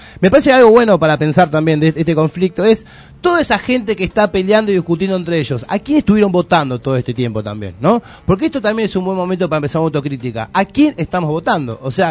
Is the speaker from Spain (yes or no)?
no; Argentina; que yo nací acá en Argentina, viví acá